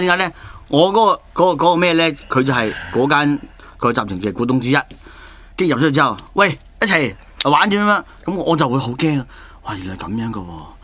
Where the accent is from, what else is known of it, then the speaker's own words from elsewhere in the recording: Hong Kong; 无论点都好，即系冇我哋香港人咁